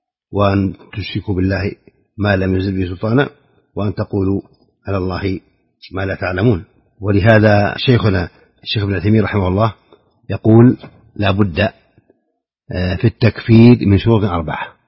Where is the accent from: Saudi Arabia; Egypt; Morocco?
Saudi Arabia; في بلادنا المملكة العربية السعودية